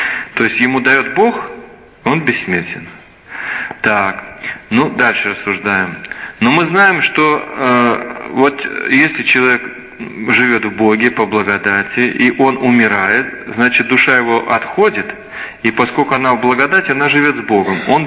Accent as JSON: {"language": "Russian", "country": "Belarus", "said": "Но я вам скажу, что я точно белорус."}